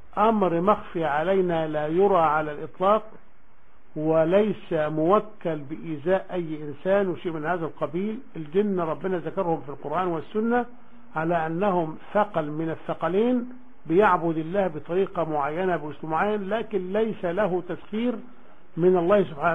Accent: Egypt; احنا عندنا في مصر كذا وكذا وكذا وكذا الى اخره

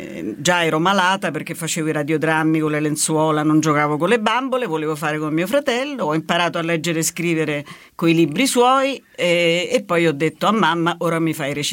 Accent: Rome, Lazio, Italy; born there; No, io sono nata a Roma.

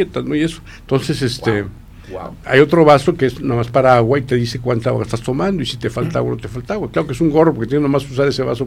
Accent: Mexico; Esa se nos peló como mexicanos, ¿eh?

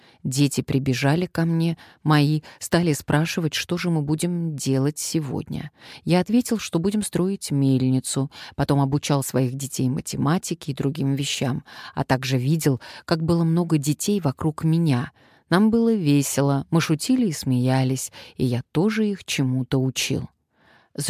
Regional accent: Ukraine; now in Switzerland; Я из Украины, и сейчас временно с семьей живу в Швейцарии с мужем и детьми, но сердце мое на Украине.

